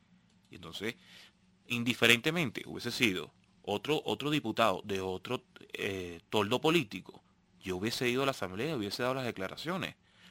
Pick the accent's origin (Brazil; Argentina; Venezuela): Venezuela; Yo simplemente soy un venezolano más